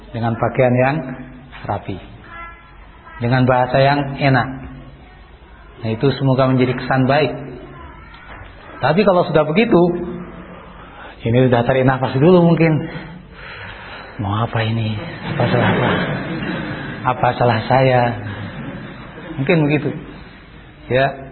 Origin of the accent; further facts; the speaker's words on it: Java, Indonesia; Ini karena saya orang Jawa jadi bahasanya bahasa Jawa